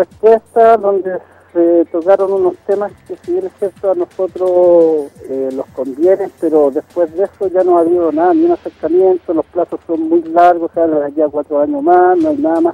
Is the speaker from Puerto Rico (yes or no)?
yes; Puerto Rico; yo soy puertorriqueño, mi familia se viene de acá, mis vecinos